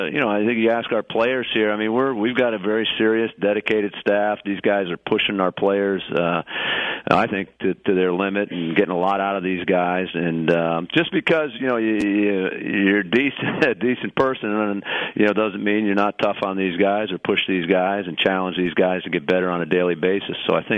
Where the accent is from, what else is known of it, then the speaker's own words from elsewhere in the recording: Massachusetts, United States; all the players in the offensive room knew that I was from Massachusetts